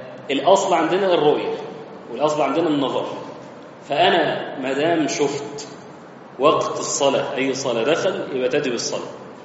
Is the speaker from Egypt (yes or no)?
yes; Egypt; عندنا هيئة المساحة، عندنا في مصر